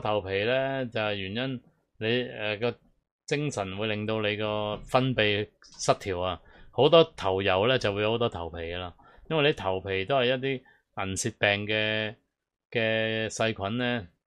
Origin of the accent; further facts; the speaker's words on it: Hong Kong; 即係起碼我哋香港人要做呢啲嘢咯